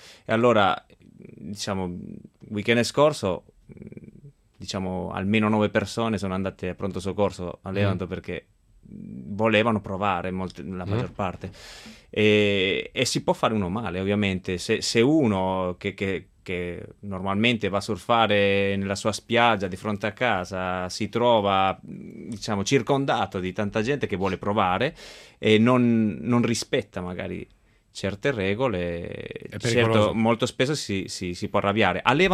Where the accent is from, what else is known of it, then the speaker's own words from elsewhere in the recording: Spain; Italian is a second language; A surfare non sono mai stato, però essendo spagnolo un pochettino conosco.